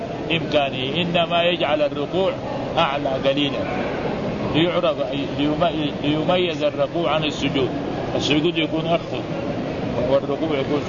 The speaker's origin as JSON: {"language": "Arabic", "town": "Mecca", "region": "Makkah Province", "country": "Saudi Arabia", "said": "وعندنا في مكة المعلقة موجهة إلى القبلة"}